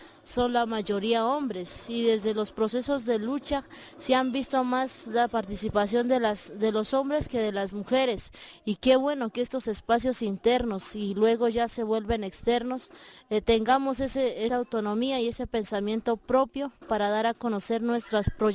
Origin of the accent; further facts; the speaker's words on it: Silvia, Cauca, Colombia; soy de Colombia, del departamento del Cauca, del suroccidente, municipio de Silvia, el resguardo del pueblo o nación Misak, es originario, somos Misak.